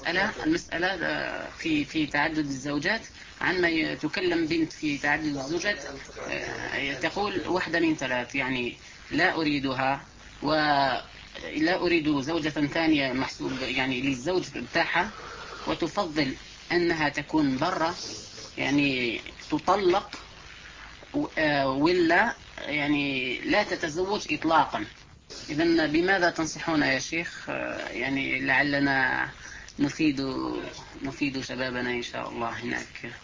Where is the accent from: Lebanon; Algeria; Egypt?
Algeria; هذا كلام سائر عندنا في الجزائر،